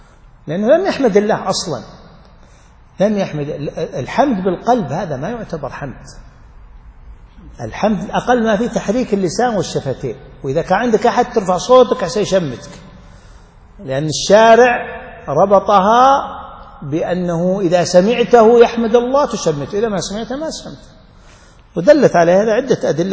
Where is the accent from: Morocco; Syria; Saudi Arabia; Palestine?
Saudi Arabia; عندنا في السعودية بالميلادي، عفوا بالهجري